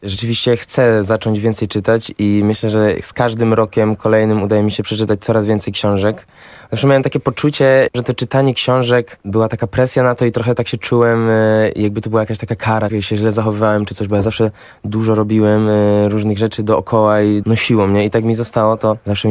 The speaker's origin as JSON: {"language": "Polish", "region": "Silesian Voivodeship", "country": "Poland", "said": "chociaż sam jestem ze Śląska, więc jakoś bardziej w tym tkwiłem niż w tym warszawskim."}